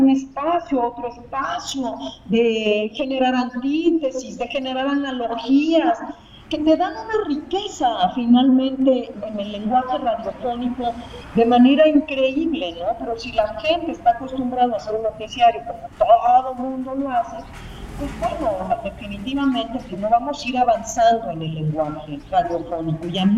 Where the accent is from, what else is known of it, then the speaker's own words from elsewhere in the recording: Mexico; en mi país. Así que desde entonces, pues he venido trabajando en la radio pública mexicana